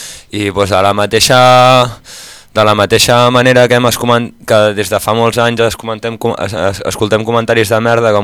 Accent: Manresa, Catalonia, Spain; Spanish is a second language; me quiero mi tierra, me gusta el catalán y utilizo el catalán

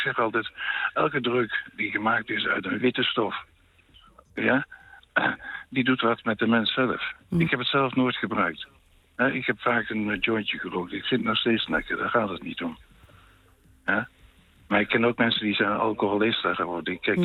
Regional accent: Netherlands; Als Hollander, en je bent daar dan

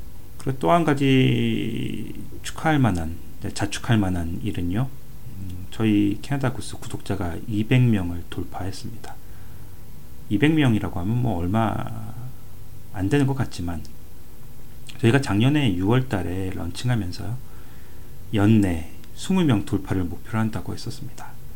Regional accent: South Korea; now in Canada; 아무래도 한국 사람으로서 또 이제 추석이 갖는 그 특별한 의미가 있으니까요.

